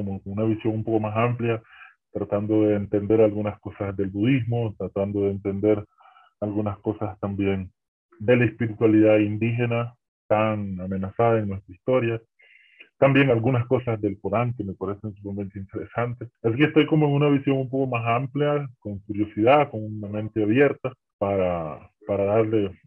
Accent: Nicaragua; soy nicaragüense y he trabajado un poco con comunidades

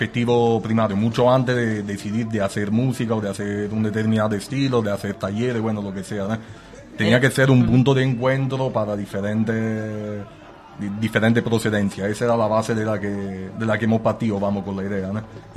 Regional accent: Italy; now in Spain; yo siendo italiano intento estar al tanto de lo que pasa ahí también

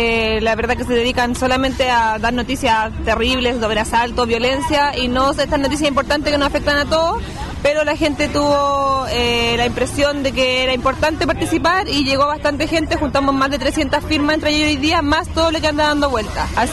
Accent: San Antonio, Valparaíso, Chile; soy de San Antonio

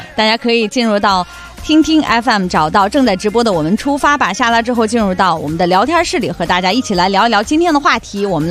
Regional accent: China; 太行山上，这是我老家呀。

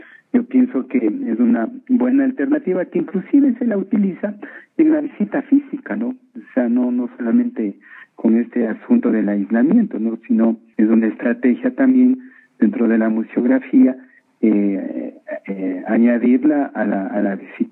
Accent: Quito, Pichincha, Ecuador; No se diga nosotros como ciudadanos ecuatorianos o quiteños, ¿no es cierto?

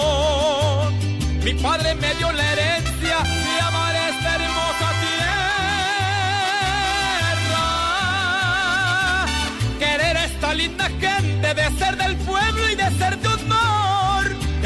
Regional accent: Mexico; Me siento muy orgulloso de mi tierra mexicana. De portar traje de charro y ser mariachi por tradición.

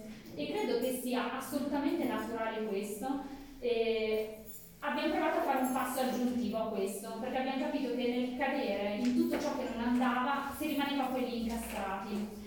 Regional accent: Biella, Piedmont, Italy; now in Pavia, Italy; in cui mia mamma era di origine calabrese. Il papà è friulano, io sono nata e cresciuta a Bielle, in Piemonte, e per lavoro negli anni successivi mi sono spostata a vivere in Lombardia, prima a Milano, poi a Pavia.

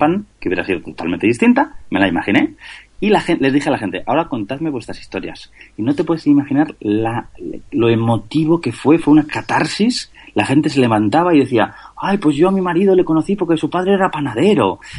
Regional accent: Basque Country, Spain; Yo, por ejemplo, soy de Vizcaya.

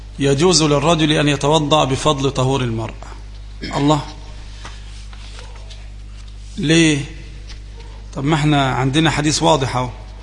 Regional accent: Egypt; لكن نحن كمصريين نطلق على النهر الايه؟ البحر، يعني النهر اللي احنا اللي قدام القرية ده اللي ماشي ده بنسميه البحر

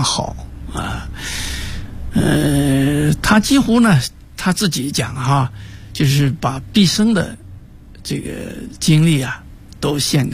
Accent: Ruichang, Jiangxi, China; 我的家乡呢是九江的西边瑞昌，我们等于就是隔了一个九江城，

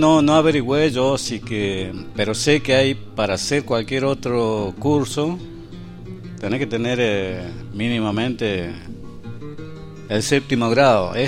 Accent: Chubut, Argentina; now in El Bolsón, Argentina; yo soy... oriundo de acá, 60 kilómetros de Maitén.

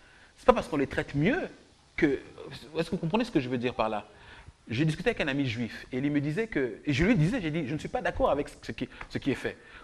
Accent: France; Moi, en tant que Français, j'aurais aimé qu'on regarde la réalité en face

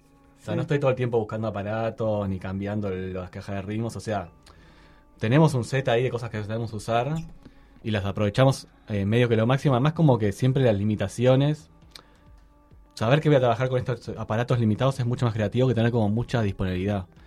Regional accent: Uruguay; yo me siento re uruguayo. O sea, aunque no quiera, voy a transmitir eso en mi música

